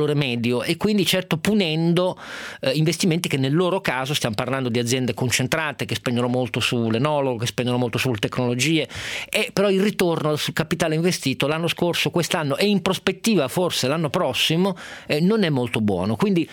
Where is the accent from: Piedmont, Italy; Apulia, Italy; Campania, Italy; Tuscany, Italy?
Piedmont, Italy; adesso io sono piemontese